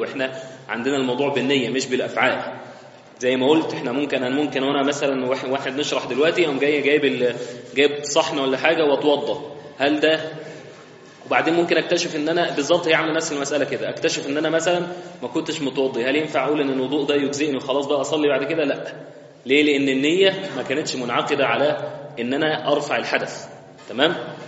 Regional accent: Egypt; احنا بنقول غلط كمصريين

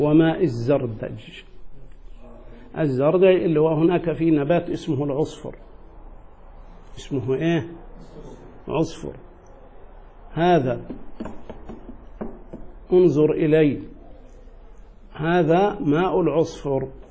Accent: Egypt; وهذا مشهور جدا عندنا في مصر

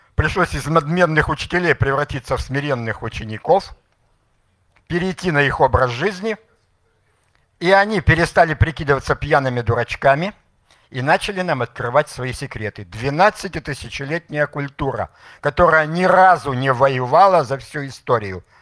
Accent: Yekaterinburg, Sverdlovsk Oblast, Russia; я сам из Екатеринбурга.

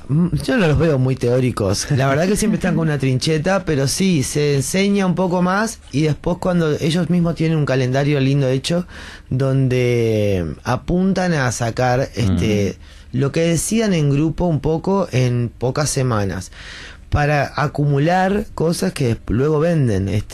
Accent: Denmark; now in Uruguay; Yo porque soy danés, ¿viste?

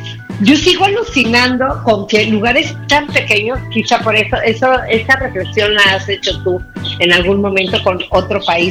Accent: Mexico; le digo, bueno, yo soy mexicana

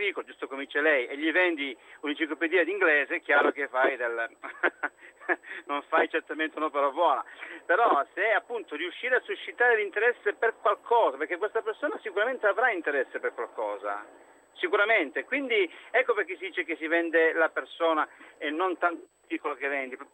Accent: Crotone, Calabria, Italy; now in Como, Italy; io chiamo da Como, ma sono calabrese, sono di Crotone.

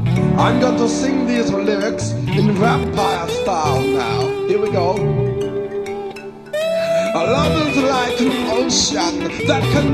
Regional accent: England, United Kingdom; I'm English, but when I try and sound European, do I sound like a vampire?

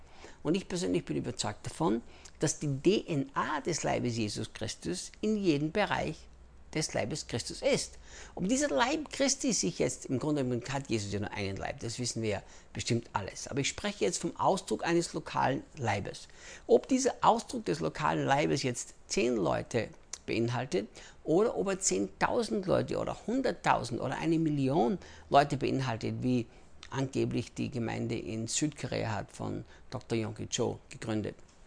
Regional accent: Austria; also born or lived in United States; now in Brazil; ich bin Österreicher, in Österreich geboren, in Österreich aufgewachsen, lebte dann 10 Jahre in den Vereinigten Staaten, arbeitete bei Morningstar Ministries mit Rick Chonamit und lebe seit 8 Jahren, jetzt fast 9 Jahren schon hier in Brasilien

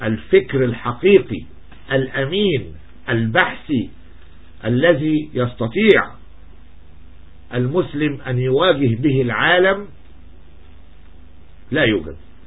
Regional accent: Egypt; تهمني انا كرجل مصري في الحقيقة

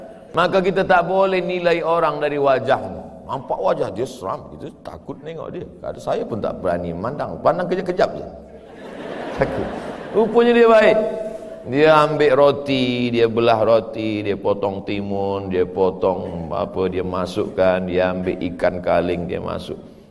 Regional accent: Indonesia; Dari Indonesia.

